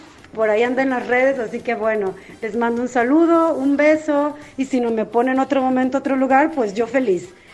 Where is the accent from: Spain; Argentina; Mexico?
Mexico; now in Canada; soy de México pero radico en Canadá.